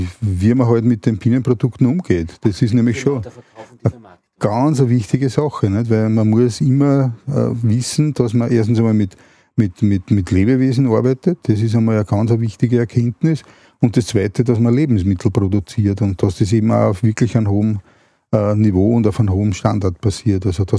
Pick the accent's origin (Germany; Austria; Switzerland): Austria; Und da sind wir Österreicher immer ganz vorne.